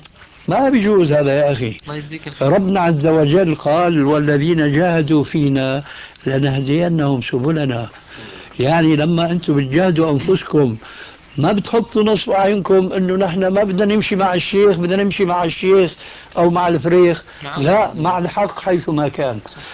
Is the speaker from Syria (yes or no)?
yes; Syria; كما يقولوا عندنا في الشام من فوق الأساطيح